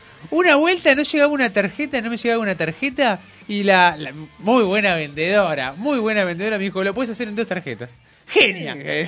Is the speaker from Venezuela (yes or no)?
no; Argentina; Vos sos austríaco, yo soy argentino.